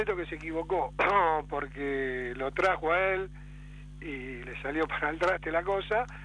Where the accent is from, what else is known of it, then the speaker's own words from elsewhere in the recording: Ramos Mejía, Buenos Aires Province, Argentina; soy de Ramos Mejía.